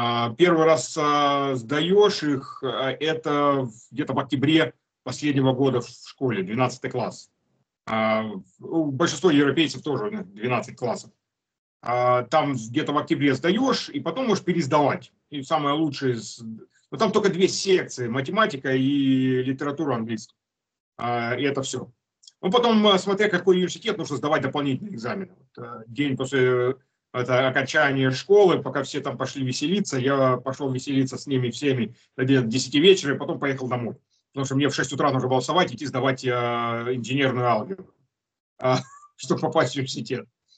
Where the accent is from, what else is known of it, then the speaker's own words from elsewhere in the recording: Russia; потому что я русский, родом с России.